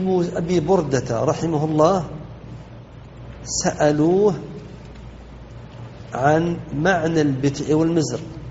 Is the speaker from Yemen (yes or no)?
no; Saudi Arabia; وهذا بحمد الله موجود عندنا في بلادنا السعودية